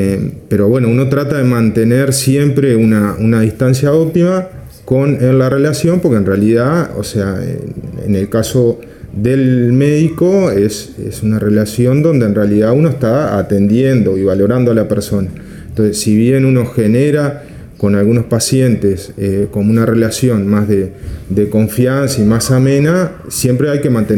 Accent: Fray Bentos, Río Negro, Uruguay; Yo vengo de Fraiventos, de una ciudad del interior del país, de Río Negro, el departamento de Río Negro

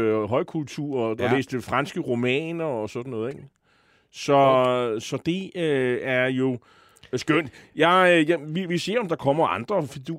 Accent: Copenhagen, Capital Region of Denmark, Denmark; som københavner er det velgørende

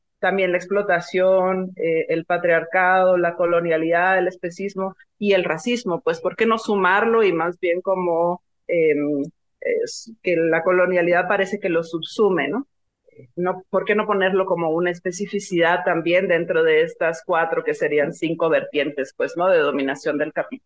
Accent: Sonora, Mexico; Yo soy del norte, yo soy de Sonora

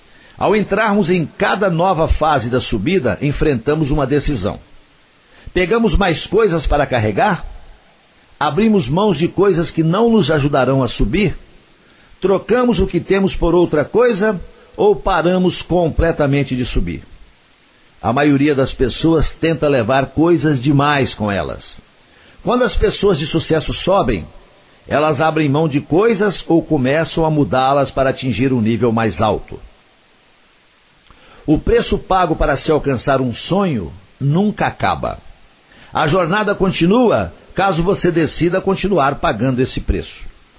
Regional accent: Coromandel, Minas Gerais, Brazil; No próximo dia 5 de julho tem show de … lá em Coromandel, na minha terra, no Parque de Exposições Antônio D'Agra

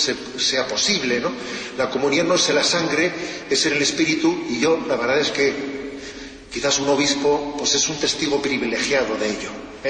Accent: Basque Country, Spain; y estoy pensando ahora en mi tierra, cuando alguien corta con su tradición, es como un árbol que corta con sus raíces, que se seca. Es verdad, ¿eh? Se habla mucho de ETA como un fenómeno terrorista

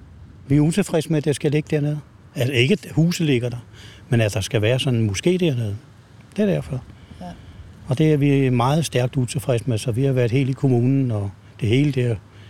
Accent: Ishøj, Capital Region, Denmark; Jeg kommer der fra Ishøj.

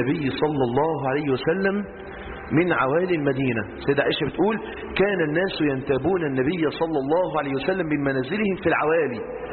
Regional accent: Egypt; لو عندنا في مصر 20 نهر نيل

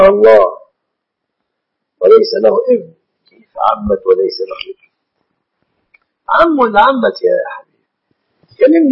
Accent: Egypt; البنوك التي أعلمها في بلادنا مصر في مجاورها بنوك ربوية

